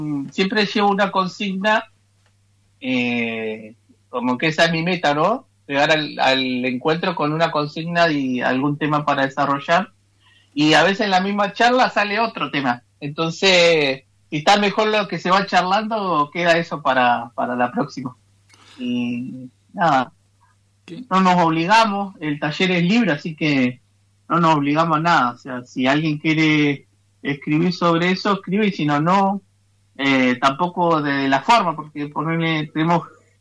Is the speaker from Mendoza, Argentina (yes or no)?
no; Comodoro Rivadavia, Chubut, Argentina; Soy de acá de Jeiqueque, mal conocido como Comodoro Rivadavia, acá la ciudad pegada al mar, que nació ahí de casualidad, pero acá estamos. Soy mapuche urbano